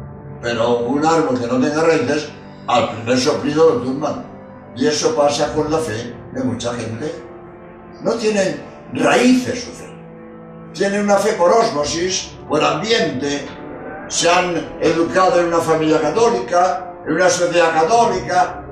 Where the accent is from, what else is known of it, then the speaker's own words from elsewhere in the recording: Spain; soy jesuita español